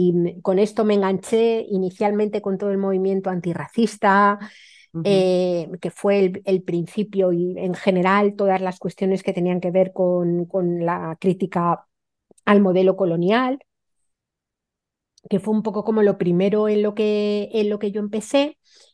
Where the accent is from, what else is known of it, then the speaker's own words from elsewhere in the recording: Madrid, Community of Madrid, Spain; vengo de una familia súper urbanita, es decir, soy madrileña, mi familia era súper urbana, no habíamos tenido un huerto en la vida